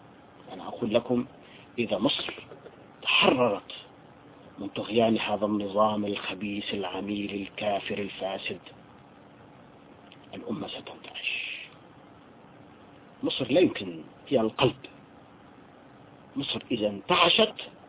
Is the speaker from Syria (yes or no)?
yes; Syria; يعني نحن عندنا في سوريا